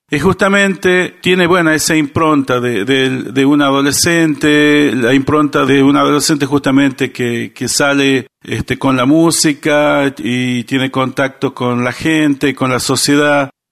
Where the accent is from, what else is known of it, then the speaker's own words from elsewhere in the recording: Chamical, La Rioja, Argentina; born there; nacimos e hicimos base en Chamical, provincia de La Rioja